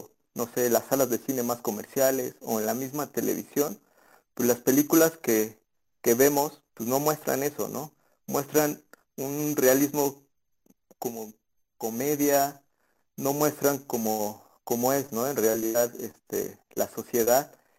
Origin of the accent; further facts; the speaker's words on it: Mexico; creo que es lo que nos hace falta, ¿no? Como espectadores mexicanos.